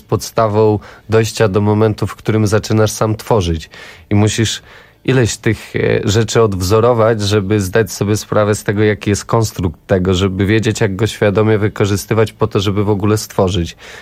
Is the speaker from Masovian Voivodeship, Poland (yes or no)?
yes; Nasielsk, Masovian Voivodeship, Poland; Wolałem grać w Counter Strike'a, bo jestem z Nasielska